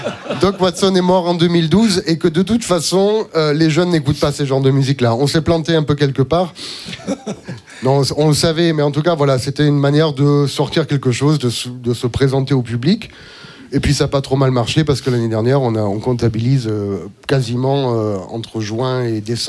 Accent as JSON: {"language": "French", "region": "Auvergne-Rhône-Alpes", "country": "France", "tie": "born or raised there", "said": "j'ai grandi en Ardèche. Dans le sud de l'Ardèche, dans les années 80"}